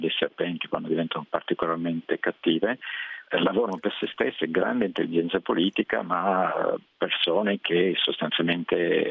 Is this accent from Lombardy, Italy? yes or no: yes; Milan, Lombardy, Italy; moved away; non abito in Italia dal 92, quindi insomma è da molti anni che non vivo nel mio paese, io sono di Milano, e italiano ovviamente.